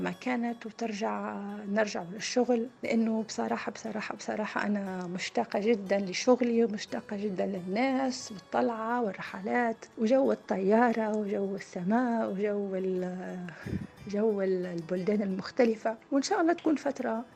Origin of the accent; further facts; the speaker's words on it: Tunisia; moved away as an adult; now in United Arab Emirates; من تونس، عمري 37 سنة، أشتغل مضيفة طيران ومقيمة بالإمارات، عندي 10 سنوات، متزوجة وعندي ابن عمره 2.5 سنين.